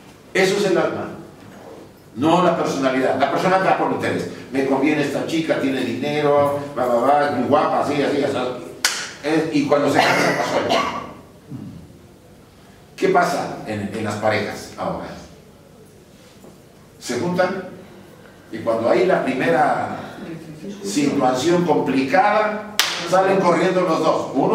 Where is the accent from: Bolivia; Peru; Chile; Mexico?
Mexico; born there; En México, donde yo nací y donde he vivido algunos años